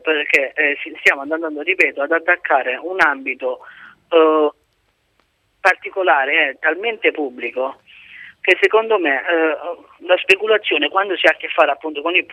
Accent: Lecce, Apulia, Italy; Sono pugliese, da Lecce.

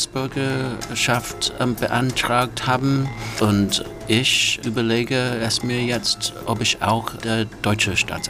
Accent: United Kingdom; German is a second language; moved away as an adult; now in Germany; Ich fühlte mich irgendwie weggestoßen von meinem Heimatland. Auch weil über die Jahre habe ich mein Recht als britischer Europäer sehr genutzt, um mein Leben hier aufzubauen.

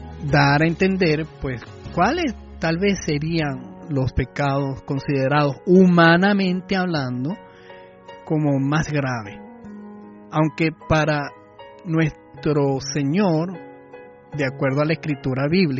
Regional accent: Dominican Republic; Soy dominicano a las arandelas.

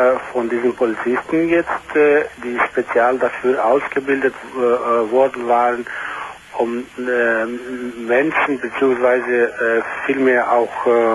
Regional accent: Frankfurt, Hesse, Germany; ich bin Frankfurter, eine griechische Frankfurter bin ich.

